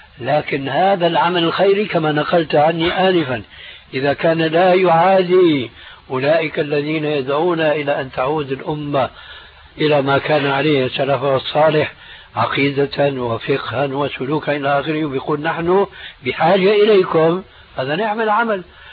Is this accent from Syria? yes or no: yes; Syria; يقولون عندنا في سوريا عزيز بدون قيام